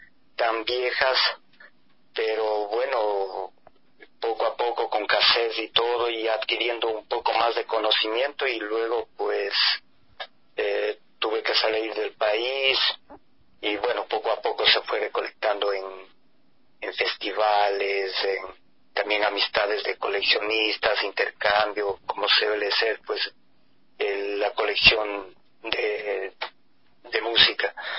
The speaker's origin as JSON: {"language": "Spanish", "town": "Ambato", "region": "Tungurahua", "country": "Ecuador", "said": "yo soy ambateño, ecuatoriano, y bueno, pues esta aventura comienza hace más o menos unos 31 años, en un barrio de Ambato"}